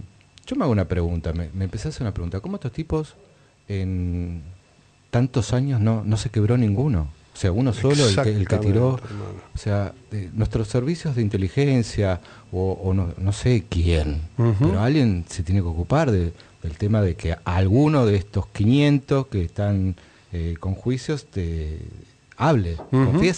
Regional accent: Argentina; creo que como argentino me es más amplia mi identidad.

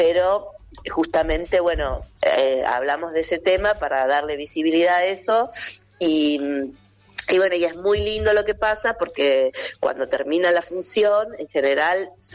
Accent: Vicente López, Buenos Aires Province, Argentina; somos de Vicente López, de un centro cultural que se llama Tiempos de Memoria.

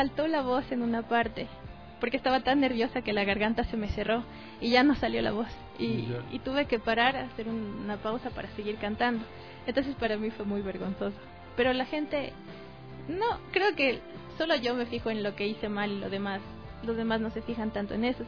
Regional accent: Tulcán, Carchi, Ecuador; Es que yo no soy de aquí, yo soy de Tulcán.

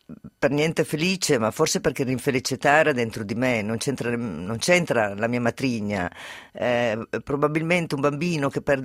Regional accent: Turin, Piedmont, Italy; born there; Io sono nata a Torino

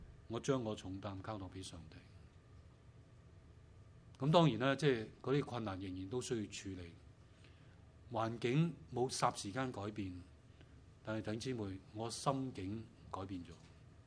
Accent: China; 我們中國人有些話說得很好的，人無遠慮必有近憂，是不是？

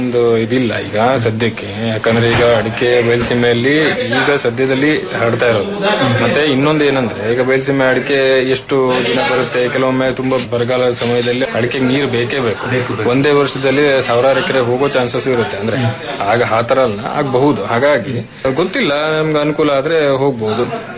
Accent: Sirsi, Karnataka, India; ಮೂಲತಃ ನಾನು ಕೂಡ ಸಿರಿಸಿಯವನೇ

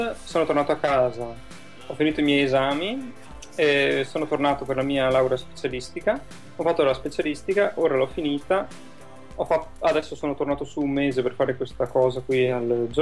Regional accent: San Donà di Piave, Veneto, Italy; now in Copenhagen, Denmark; Sandona di Piave.

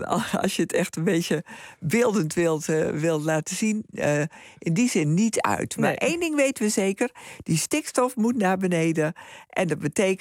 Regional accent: Drenthe, Netherlands; moved away as an adult; Ik ben zelf ook opgegroeid in Drenthe. Ik ben daar zelf een voorbeeld van. Ik ben ook naar het westen verhuisd na mijn studie. En ik ben nu weer terug.

